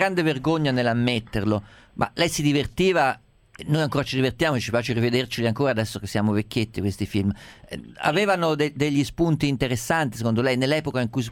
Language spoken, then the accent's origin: Italian; Umbria, Italy; io sono umbro